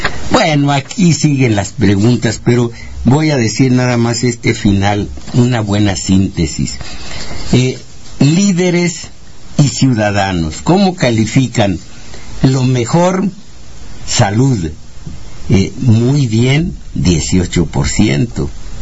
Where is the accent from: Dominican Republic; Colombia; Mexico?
Mexico; Jalpa, Zacatecas; la carretera de mi pueblo, Jalpa Minerales, en el estado de Zacatecas